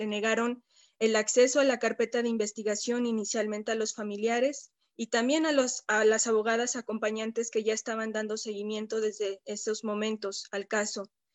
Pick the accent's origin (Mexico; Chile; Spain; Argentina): Mexico; para mí como mexicana, como habitante además de la Ciudad de México, de la periferia de la Ciudad de México